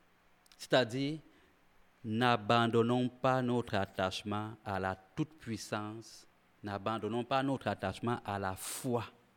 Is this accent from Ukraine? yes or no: no; Quebec, Canada; comme on dit chez nous au Québec, amoché